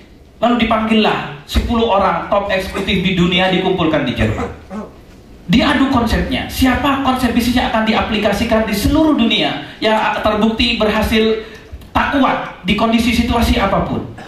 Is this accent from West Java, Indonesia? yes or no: no; Bondowoso, East Java, Indonesia; Saya orang kampung. Saya lahir di kampung di kota Bondowoso.